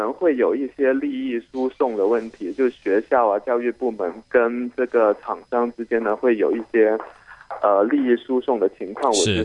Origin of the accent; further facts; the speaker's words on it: China; now in Hong Kong; 不是统一的，就我是从内地过来这边工作的